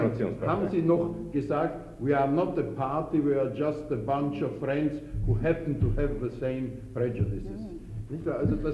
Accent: Austria; das kommt zum Beispiel bei uns in Österreich zum letzten Mal 1919 bis 20 vor

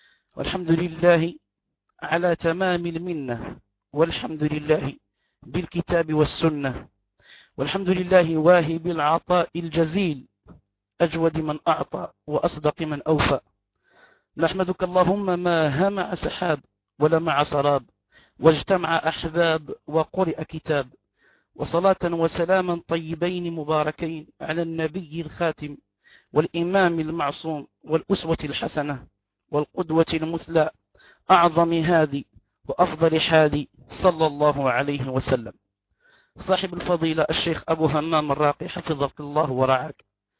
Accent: Morocco; أن هناك استشكال عندنا في المغرب

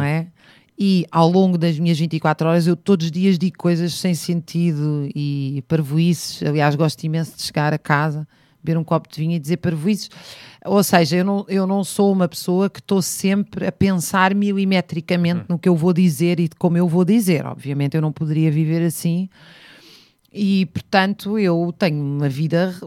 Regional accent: Zambujeira do Mar, Beja, Portugal; na Zambujeira do Mar, onde eu cresci em parte, sempre no verão.

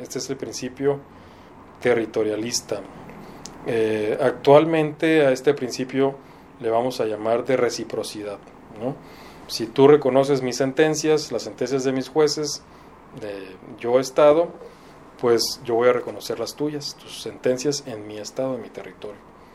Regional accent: Mexico; somos orgullosamente de México

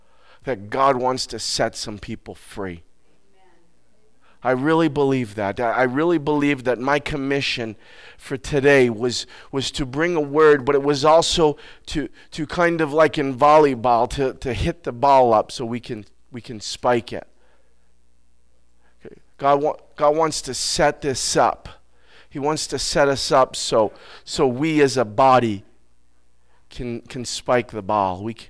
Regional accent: Vermont, United States; I didn't like that word because I'm from Vermont and I do what I want, right?

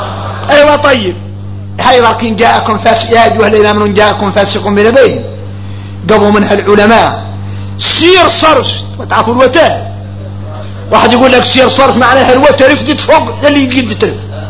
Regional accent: Mauritania; وهذا قال عندنا احنا موريتاني حديث متفق عليه

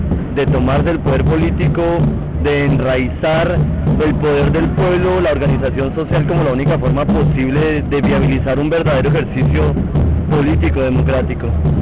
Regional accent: Colombia; now in Argentina; soy colombiano, estoy estudiando en Argentina hace ya 2 años.

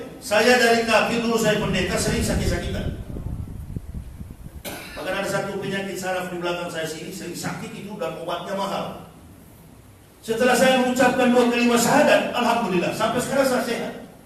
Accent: Manado, North Sulawesi, Indonesia; born there; Manado tempat kelahiran saya nggak pernah tuh datang tsunami.

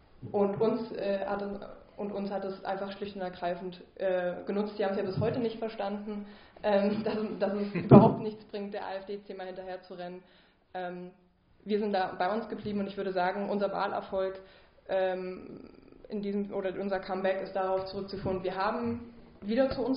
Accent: Saxony, Germany; ich komme aus Sachsen und bin sozusagen sehr stark innerparteilich ostdeutsch sozialisiert.

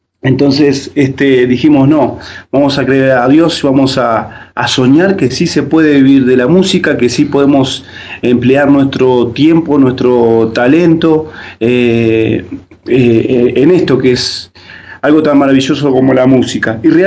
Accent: Uruguay; moved away as an adult; es difícil desde el momento que uno decide, ¿verdad?, dejar sus raíces. Nosotros, bueno, somos uruguayos, Y por lo tanto tenemos otra cultura, otras costumbres

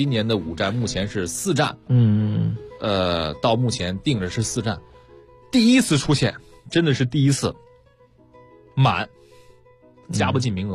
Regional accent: China; 我们中国第一次来申办奥林匹克运动会，成功的举办奥运会，对我们中国人意义是什么？

